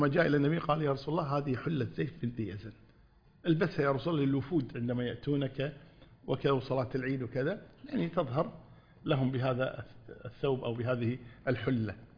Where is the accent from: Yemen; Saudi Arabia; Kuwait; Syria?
Kuwait; في إحدى الوزارات عندنا في الكويت